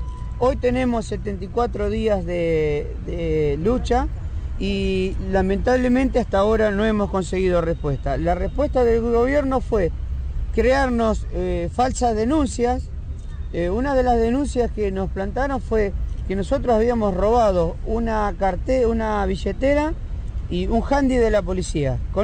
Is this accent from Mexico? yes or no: no; Ushuaia, Tierra del Fuego, Argentina; Nosotros somos compañeros que venimos de la ciudad de Ushuaia